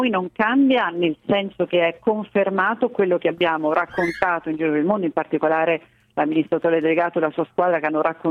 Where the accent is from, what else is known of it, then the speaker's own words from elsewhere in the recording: Umbria, Italy; born there; Io poi sono nata in Umbria, in campagna